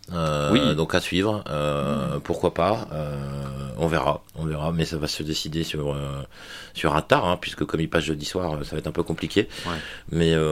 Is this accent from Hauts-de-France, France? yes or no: yes; Douai, Hauts-de-France, France; de Douai, c'est pas la peine puisque je viens de Douai